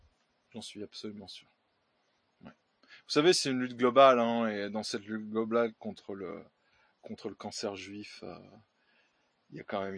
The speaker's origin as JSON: {"language": "French", "country": "France", "said": "Oui, nous français ne sommes plus chez nous en France."}